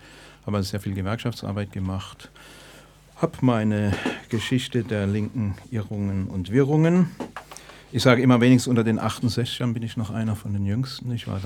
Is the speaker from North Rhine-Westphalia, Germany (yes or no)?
no; Stuttgart, Baden-Württemberg, Germany; ich komme aus Stuttgart. Ich bin Mensch sei Dank jetzt Rentner